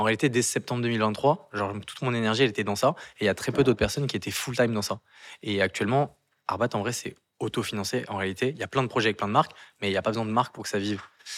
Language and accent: French; Versailles, Île-de-France, France; born there; Je suis né à Versailles en réalité.